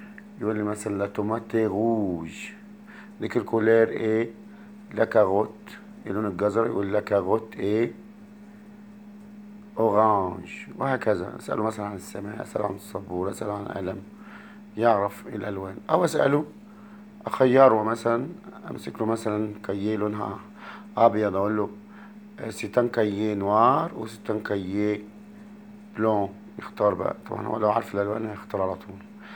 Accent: Egypt; موف احنا بنقول عندنا في مصر

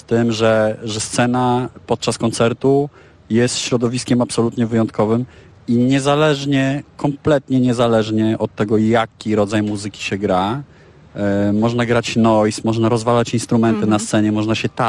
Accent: Warsaw, Masovian Voivodeship, Poland; Mokotów. Jestem z Mokotowa, urodziłem się tam, całe życie tam mieszkam. Moja Warszawa to jest w moim przypadku bardzo pojemne hasło, pierwsze skojarzenie to Mokotów, zdecydowanie.

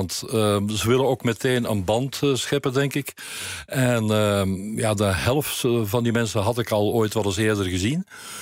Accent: Weelde, Flanders, Belgium; also born or lived in Turnhout; Ik ben in Turnhout geboren, maar in Weelde opgegroeid.

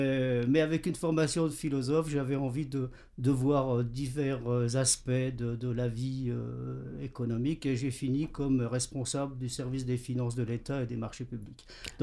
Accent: Jarville, Grand Est, France; born there; Donc je suis né à Jarville, hein, dans la région, devant les ruines des forges du Nord-Est.

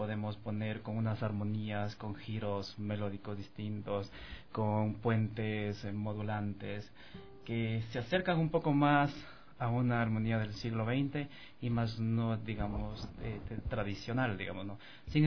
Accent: Quito, Pichincha, Ecuador; also born or lived in Machala; Nosotros somos de Machala. Yo nací en Machala, pero fui criado aquí en Quito, realmente, ¿no?

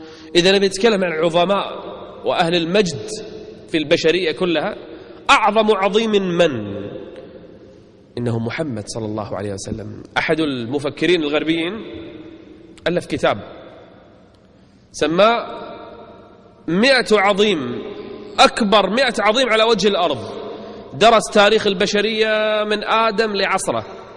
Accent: Kuwait; موجودين عندنا بالكويت للأسف

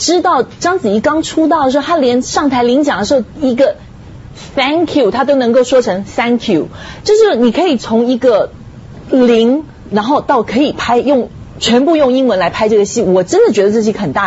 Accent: China; 那因为我是中国人啊，所以所以对，可能就会想法会比较多

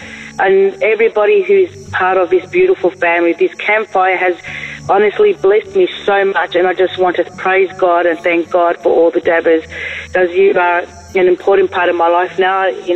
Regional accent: Melbourne, Victoria, Australia; I'm from Australia in Melbourne.

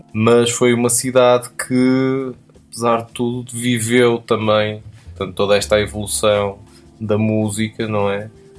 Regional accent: Porto, Norte, Portugal; Portanto, eu sou do Porto

